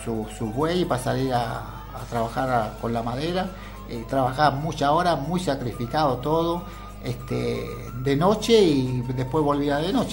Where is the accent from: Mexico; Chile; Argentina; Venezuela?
Chile; moved away; mi pequeña historia de cuando vine con Mirta de Chile, que éramos muy, muy jovencitos